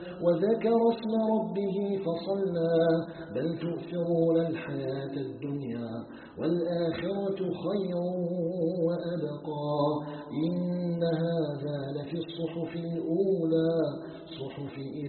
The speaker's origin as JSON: {"language": "Arabic", "country": "Algeria"}